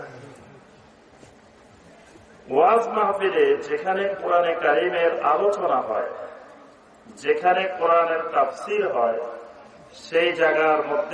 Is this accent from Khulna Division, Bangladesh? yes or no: no; Noakhali, Chittagong Division, Bangladesh; now in Dhaka, Bangladesh; আমি ঢাকা থেকে এসেছি, কিন্তু আমার অরিজিনাল বাড়ি হল নোয়াখালী।